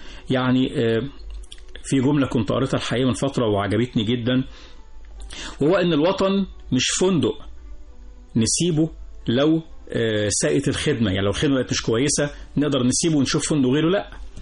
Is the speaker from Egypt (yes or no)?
yes; Egypt; وإحنا كلنا مصريين